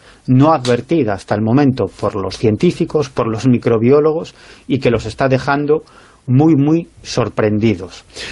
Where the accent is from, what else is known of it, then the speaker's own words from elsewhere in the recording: Galicia, Spain; ya sabes que soy un gallego exagerado, soy un gallego del sur y por lo tanto un gallego exagerado